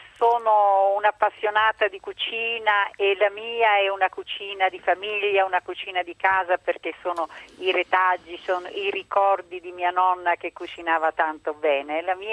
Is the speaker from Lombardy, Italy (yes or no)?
no; Fiorano Modenese, Emilia-Romagna, Italy; Io sono di Fiorano Modenese, in provincia di Modena.